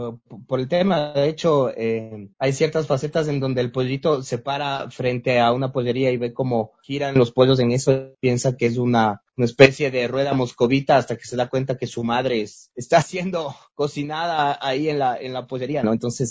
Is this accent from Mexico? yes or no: no; Ecuador; como somos los ecuatorianos